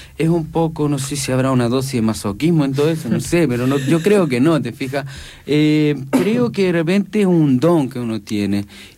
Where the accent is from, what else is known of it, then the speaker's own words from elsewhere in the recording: Chile; born there; por algo yo nací en Chile